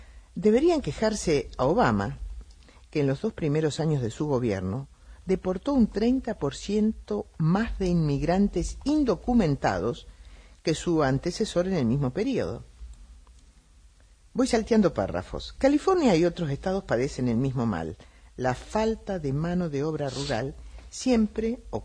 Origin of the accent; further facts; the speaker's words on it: Argentina; lo que yo quería contarle es un tema que tiene que ver con nosotros los argentinos